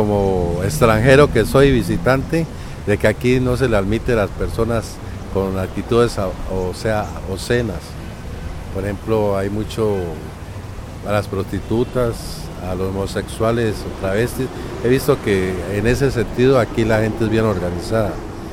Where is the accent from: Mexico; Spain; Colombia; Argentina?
Colombia; now in Guayaquil, Ecuador; Yo soy colombiano, pero radicado hace 10 años aquí en Guayaquil.